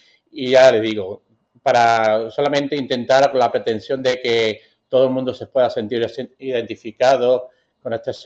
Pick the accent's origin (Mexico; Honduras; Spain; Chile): Spain; Málaga, Andalusia; Soy originario de Málaga, aquí en Andalucía. Y me considero un amante de la vida, un amante de la belleza y otras veces pues soy poeta. Soy una persona de 54 años